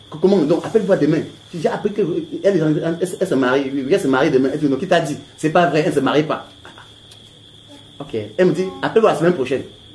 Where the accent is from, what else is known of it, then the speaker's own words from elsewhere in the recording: Douala, Littoral, Cameroon; born there; Je suis né à Douala, mais je ne maîtrise même pas beaucoup de Douala.